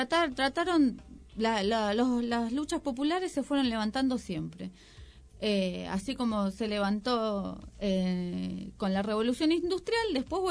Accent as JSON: {"language": "Spanish", "country": "Argentina", "said": "yo nací en Argentina, soy argentina"}